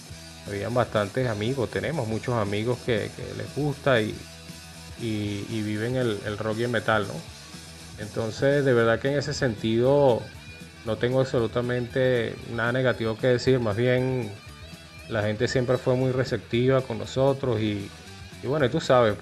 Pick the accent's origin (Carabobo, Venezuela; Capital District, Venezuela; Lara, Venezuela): Capital District, Venezuela; Caracas; Sin embargo, yo entro en el año 94 y yo, bueno, soy de Caracas.